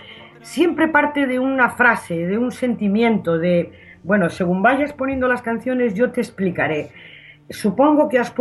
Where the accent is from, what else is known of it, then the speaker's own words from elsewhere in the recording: Laredo, Cantabria, Spain; lugar la hice pensando en Laredo, en mi infancia y en mi madre. Y entonces, aunque no nombra a mi pueblo Laredo, sí que está dentro. O sea, el que lo escucha sabe que yo me estoy refiriendo a mi lugar de infancia.